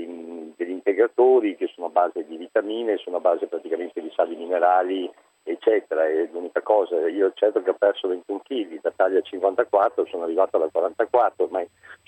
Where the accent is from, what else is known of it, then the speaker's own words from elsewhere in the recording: Venice, Veneto, Italy; Io sono di Venezia, del Veneto, diciamo, sono qui a Roma il 4 giugno.